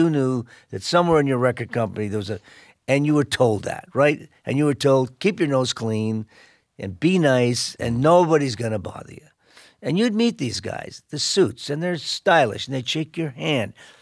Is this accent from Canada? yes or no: yes; Canada; representing Canada, and I'm still a Canadian.